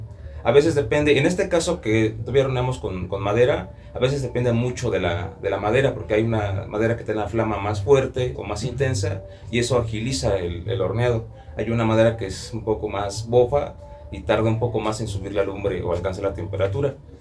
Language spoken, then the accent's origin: Spanish; Metepec, State of Mexico, Mexico; Soy alfarero aquí de Metepec, Estado de México.